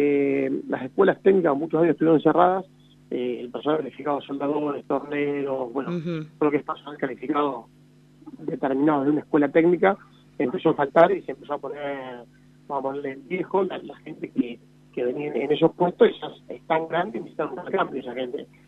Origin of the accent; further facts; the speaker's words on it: La Pampa, Argentina; born there; Nacimos en La Pampa, y si no, vamos a vivir en La Pampa, vamos a vivir en La Pampa.